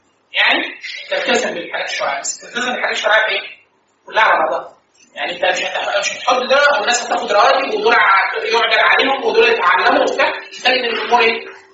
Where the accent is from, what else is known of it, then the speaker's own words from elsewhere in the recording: Egypt; لا احنا عندنا في مصر